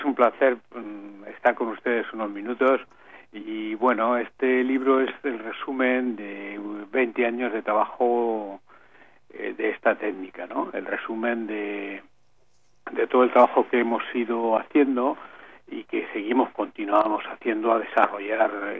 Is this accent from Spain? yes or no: yes; Cuenca, Castilla-La Mancha, Spain; now in Paris, France; Y yo soy evidentemente español, de una ciudad que se llama Cuenca, al lado de Valencia, entre Valencia y Madrid, y decidí venir a París